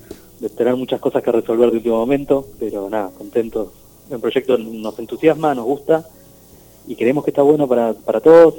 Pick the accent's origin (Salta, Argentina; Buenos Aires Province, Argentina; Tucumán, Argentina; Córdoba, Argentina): Buenos Aires Province, Argentina; Burzaco; Sí, somos de Bursaco. Yo soy de Bursaco.